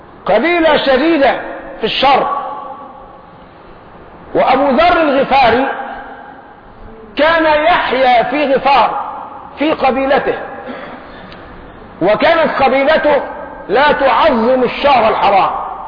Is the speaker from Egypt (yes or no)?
yes; Egypt; لكن احنا كشعب مصري جعلنا الصرمة أكرمكم الله بسموها البرطوشة القديمة